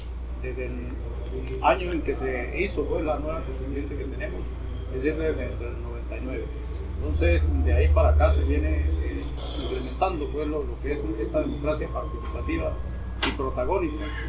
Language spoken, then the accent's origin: Spanish; Venezuela; Entonces es necesario que nosotros como ciudadanos, como venezolanos, aportemos algo hacia esa nueva iniciativa